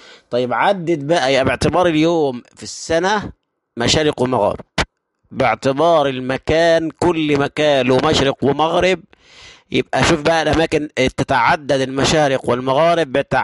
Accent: Egypt; الشمس لما بتشرق في اول النهار عندنا في مصر

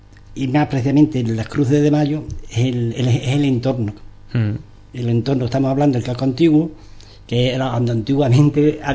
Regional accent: Ubrique, Andalusia, Spain; La conocemos porque nos conocemos, somos de Ubrique

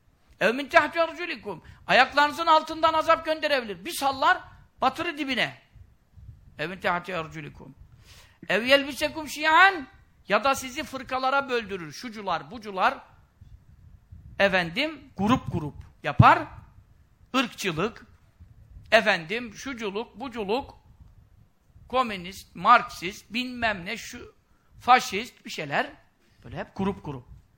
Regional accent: Görele, Giresun, Turkey; now in Istanbul, Turkey; Şimdi benim oturduğum yerde Görele Mahallesi şeyde. Beykoz'da zaten de Göreleliyim. Mahalle de oraya düştüm.

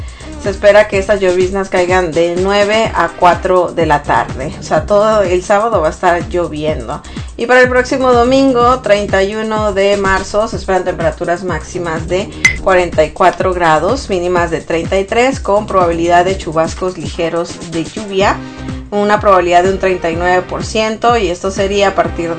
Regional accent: Sonora, Mexico; La verdad es que en Sonora, o sea, de donde yo soy, hace mucho calor.

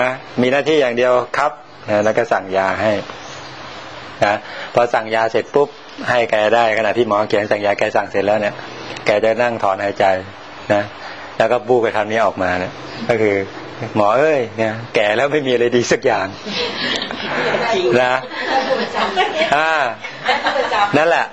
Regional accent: Sukhothai, Thailand; ผมกลับไปบ้านผมอยู่สุโขทัยนะบ้านนอกเนี่ยนะ

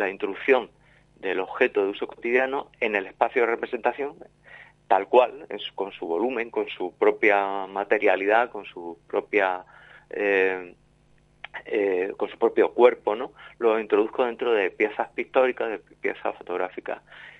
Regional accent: Torreperogil, Andalusia, Spain; Yo soy jienense, un pueblo de Jaén, Torre Perojil se llama mi pueblo, pero aquí ya por tierra gaditana llevo ya 26 años, o sea que ya me considero gaditano.

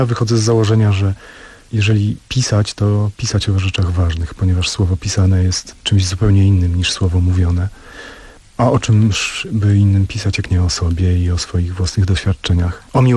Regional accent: Sejny, Podlaskie Voivodeship, Poland; Ja urodziłem się i wychowałem nad rzeką Marychą. To jest rzeka przepływająca przez Sejny.

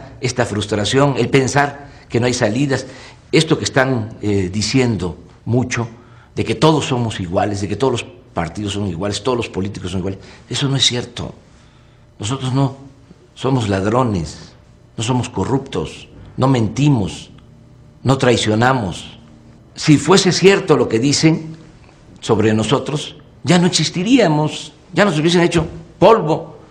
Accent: Mexico; Resulta de que somos malos los mexicanos por naturaleza. No es cierto.

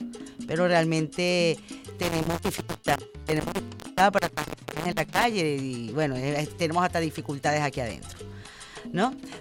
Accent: Venezuela; Nosotros los venezolanos somos los hijos de Bolívar, los hijos de Guaycaipuro, los hijos de Tupac Amaru, los hijos de Chávez

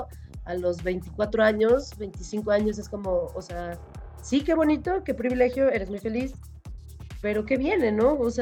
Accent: Morelia, Michoacán, Mexico; also born or lived in Guadalajara, Mexico; Pero crecí en Morelia, Michoacán. Después me fui a estudiar la licenciatura allá en Guadalajara, Jalisco.

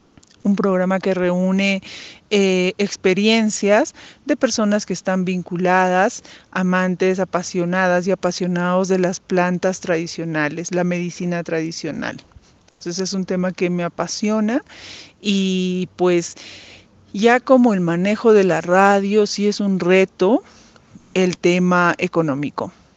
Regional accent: Huancavelica, Peru; now in Pisac, Peru; Soy de Huancavelica, Perú, ahora viviendo en Pisac, Valle Sagrado de los Incas.

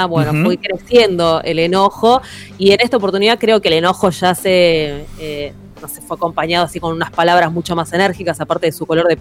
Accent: Buenos Aires, Argentina; Para seguir demostrando que somos muy porteños

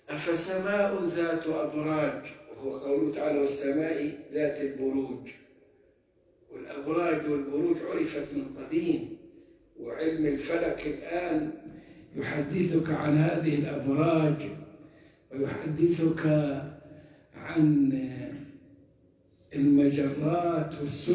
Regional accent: Egypt; كنت فاكر اني عندنا في مصر

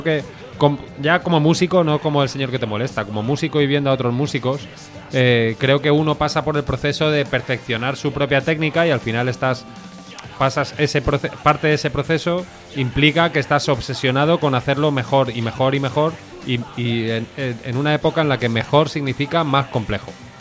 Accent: Benidorm, Valencian Community, Spain; born there; Sí, yo soy nacido en Benidorm, en plenas vacaciones de mis padres.

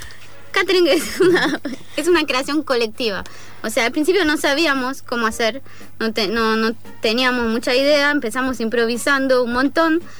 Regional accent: France; Spanish is a second language; me vas a disculpar porque hablo mal, porque soy francesa.

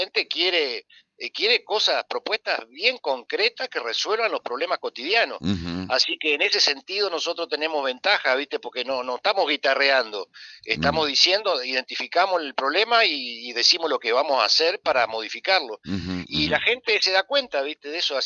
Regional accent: Concordia, Entre Ríos, Argentina; somos argentinos y concordienses y entrerrianos

